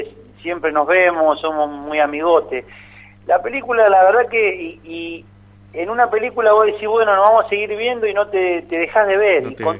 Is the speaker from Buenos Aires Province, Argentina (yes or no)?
no; Posadas, Misiones, Argentina; born there; now in Buenos Aires, Argentina; Eso fue allá en Posada, en donde yo nací, claro. Y en el barrio donde nací, que era Villa Sarita, a la vuelta de la cancha de Guaraní Antonio Franco